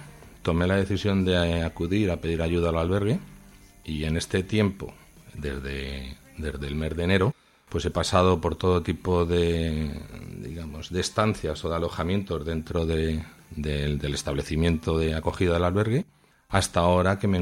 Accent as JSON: {"language": "Spanish", "town": "Madrid", "region": "Community of Madrid", "country": "Spain", "tie": "born or raised there", "lives_now": "Zaragoza, Spain", "said": "No, soy de Madrid. Nací en Madrid, pues cuestiones del trabajo recalé en la ciudad."}